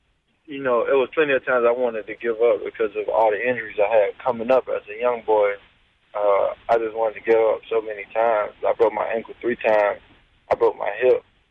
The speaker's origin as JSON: {"language": "English", "town": "Miami", "region": "Florida", "country": "United States", "tie": "born or raised there", "said": "You know, it was hard. You know, growing up in Miami, you know, I just was one of those kids that always had a vision of making it out."}